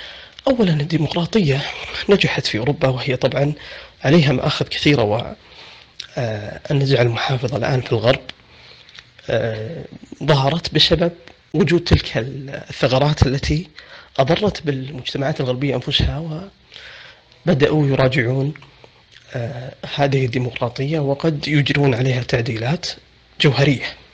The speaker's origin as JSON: {"language": "Arabic", "country": "Saudi Arabia", "said": "عندنا في السعودية وسائل تواصل مفتوحة"}